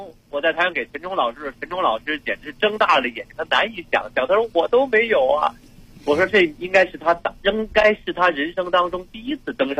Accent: Beijing, China; 咱北京我家乡

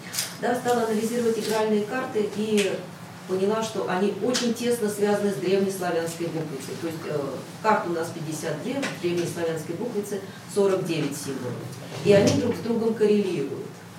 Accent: Moscow, Russia; я из Москвы.

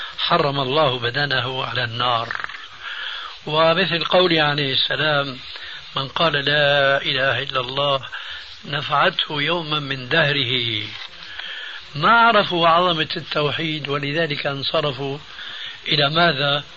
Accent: Syria; هم يقولون عندنا في سوريا خير الذقون إشارة تكون

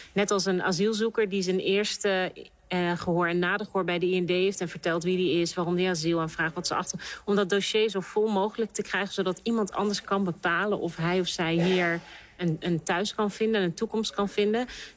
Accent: Netherlands; en ik me schaam als Nederlander dat dit gebeurt in mijn land.

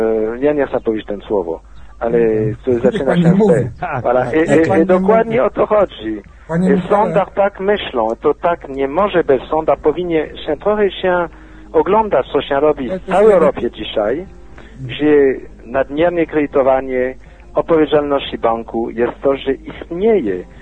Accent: France; Polish is a second language; now in Poland; Ja będąc Francuzem, mogłem wyjechać do Francji.

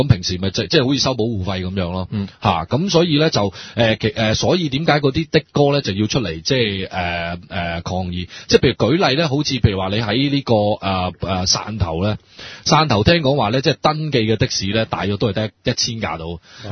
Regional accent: Hong Kong; 或者我哋香港人以前叫白牌啦

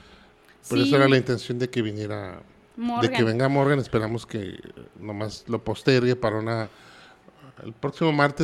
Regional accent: Mexico; como los mexicanos estamos hechos de maíz

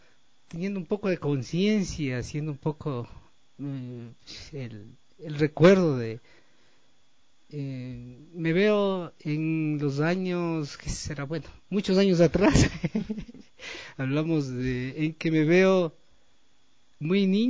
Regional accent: Latacunga, Cotopaxi, Ecuador; now in Quito, Ecuador; yo soy, primero soy de La Tacunga y estoy aquí como ya como 38 años viviendo en Quito.

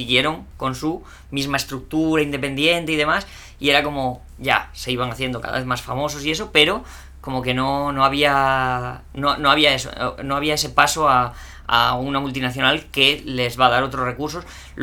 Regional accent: Spain; now in Chile; Ay, que soy español, que no soy chileno. Cuando yo empecé a venir aquí en el año 97.

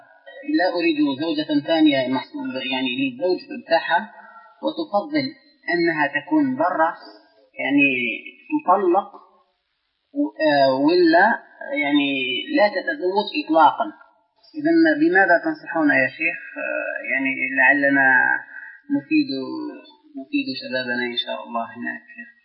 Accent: Algeria; هذا كلام سائر عندنا في الجزائر.

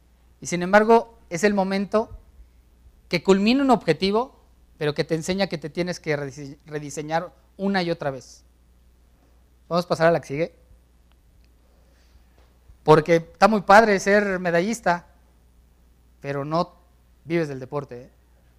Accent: Mexico; Te pones nervioso porque como buenos mexicanos dices

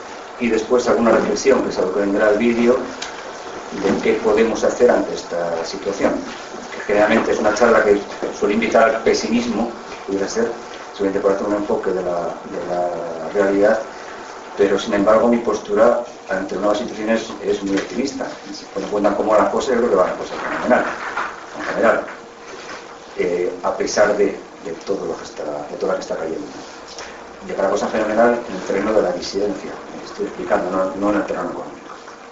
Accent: San Sebastián, Basque Country, Spain; now in Madrid, Spain; soy abogado, aunque soy de Donosti, en Chaurrondo, llevo muchos años en Madrid y acabé la carrera allí en Madrid y ejerzo ahí.

